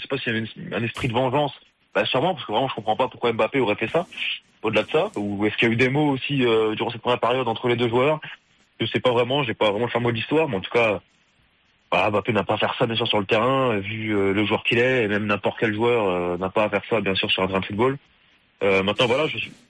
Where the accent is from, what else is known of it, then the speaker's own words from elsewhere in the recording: France; on lui doit beaucoup, nous en tant que Français en plus, voilà.